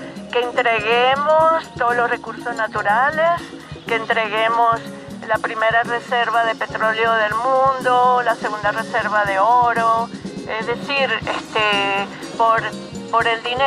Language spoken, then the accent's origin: Spanish; Venezuela; Bueno, en Venezuela, en mi país, estamos en una resistencia también.